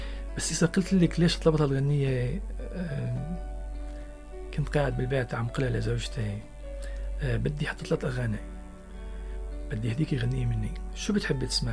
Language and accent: Arabic; Tartus Governorate, Syria; نحن كضيعة قريبة من طرطوس 4 كيلومتر، صرنا ضايعين بين المدينة وبين الريف.